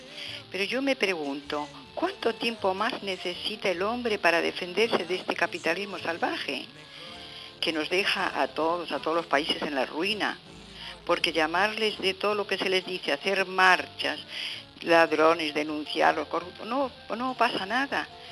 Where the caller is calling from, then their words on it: Caballito, Buenos Aires, Argentina; de Caballito.